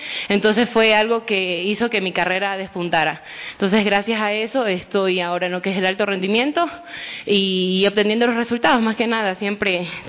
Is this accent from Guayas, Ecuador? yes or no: yes; Guayaquil, Guayas, Ecuador; born there; moved away as an adult; now in Quito, Ecuador; yo nací en Guayaquil, pero resido ya acá en Quito hace 8 años. Tengo 25 años